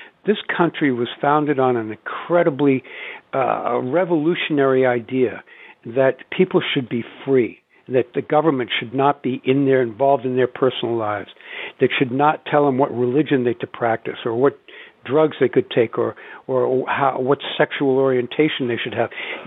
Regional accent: Wellesley, Massachusetts, United States; where I grew up in Wellesley, Massachusetts, which is a bastion of WASPdom.

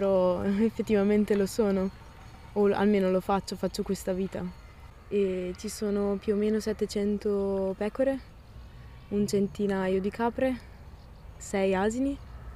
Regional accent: Volano, Trentino-Alto Adige, Italy; sono cresciuta a Volano, quindi posto della viticoltura. Sono cresciuta in mezzo alle vendemmie, in mezzo alle persone che chiacchieravano.

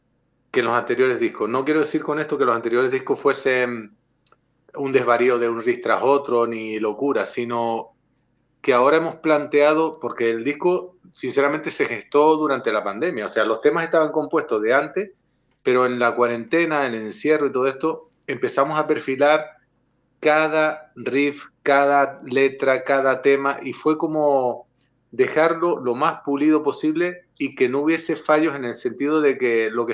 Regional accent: Canary Islands, Spain; No, realmente es porque nosotros venimos de la isla de Lanzarote.

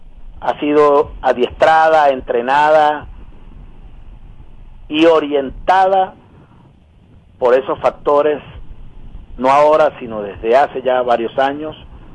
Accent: Venezuela; la verdadera necesidad nuestra como venezolanas y venezolanos

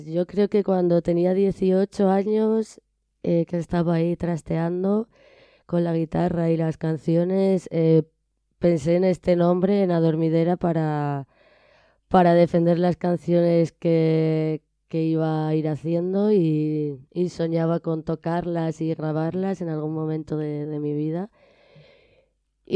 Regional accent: Alicante, Valencian Community, Spain; now in Madrid, Spain; Sí, soy de Alicante, nací allí. Y me vine a Madrid muy jovencita

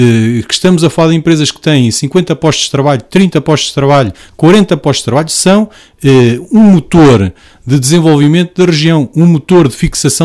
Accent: Portugal; Somos portugueses, pagamos impostos, contribuímos da mesma forma para o desenvolvimento das nossas regiões e do nosso país

